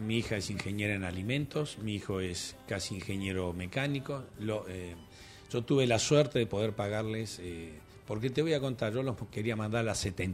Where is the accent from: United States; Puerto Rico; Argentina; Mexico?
Argentina; Quilmes, Buenos Aires Province; Yo me crié ahí en Quilmes y mi abuelo me llevaba al cine.